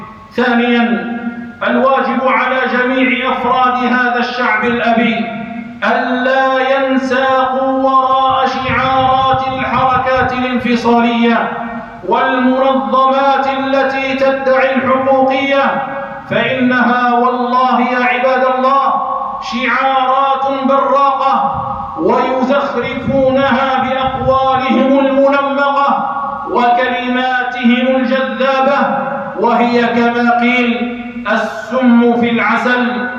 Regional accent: Algeria; تستغل أوضاع بلادنا الجزائر

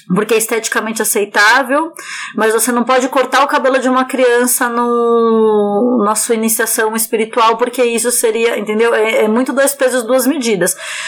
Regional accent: Brazil; born there; a gente nasceu no Brasil.

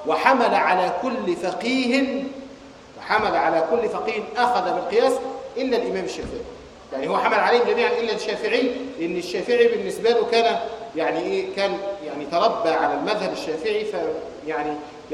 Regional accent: Egypt; ودخل الى بلادنا مصر

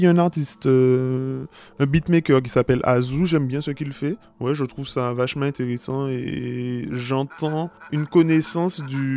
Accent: Martinique, France; je ne peux pas, moi, en tant que Martiniquais, arriver sur la scène internationale

